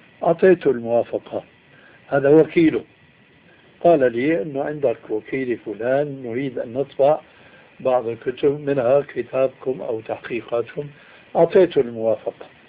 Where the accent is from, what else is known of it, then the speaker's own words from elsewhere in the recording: Syria; راحت أيام وجاءت أيام كما يقولون عندنا في الشام